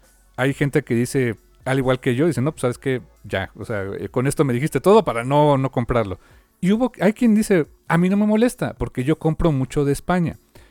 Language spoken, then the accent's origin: Spanish; Mexico; A lo mejor para nosotros como mexicanos, para muchos, tal vez digamos, chale.